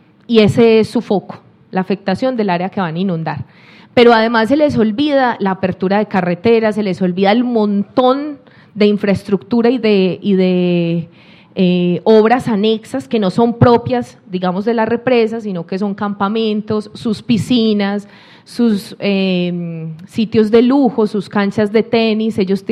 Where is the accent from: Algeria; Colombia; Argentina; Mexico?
Colombia; en el río Cauca, en el cañón del río Cauca de donde vengo, que es un cañón muy profundo, muy inclinado, muy bello para nosotros